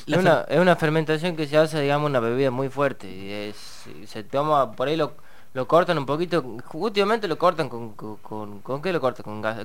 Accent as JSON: {"language": "Spanish", "region": "Tucumán", "country": "Argentina", "moved": "yes", "said": "soy tucumano y ya hace 3 años que vivo acá, me venía a estudiar música particularmente acá en Bellas Artes."}